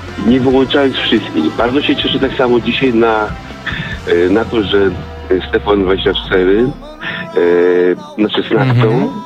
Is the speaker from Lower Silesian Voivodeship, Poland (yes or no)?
yes; Wrocław, Lower Silesian Voivodeship, Poland; Ponieważ ja jestem z Wrocławia